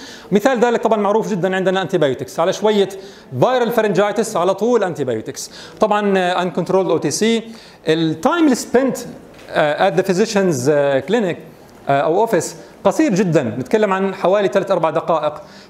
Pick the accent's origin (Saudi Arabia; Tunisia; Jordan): Jordan; الان الواقع في الاردن، ما الوضع عندنا في الاردن؟